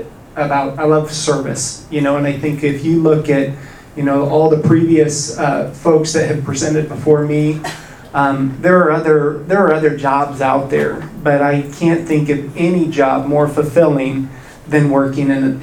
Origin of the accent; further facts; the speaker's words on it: Overland Park, Kansas, United States; also born or lived in Blair, Nebraska; We're originally from the Midwest, was born in Blair, Nebraska, which is just north of Omaha. But have spent most of my time in the Kansas City area in Overland Park, Kansas.